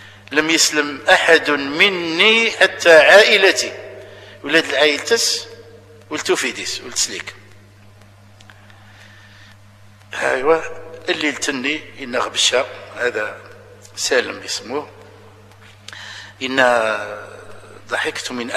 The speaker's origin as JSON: {"language": "Arabic", "country": "Algeria", "said": "اللي شالي معروفين عندنا في الجزائر"}